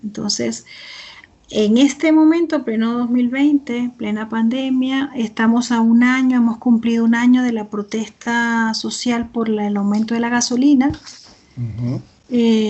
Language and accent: Spanish; Venezuela; Esto para mí, que vengo de Venezuela, es muy importante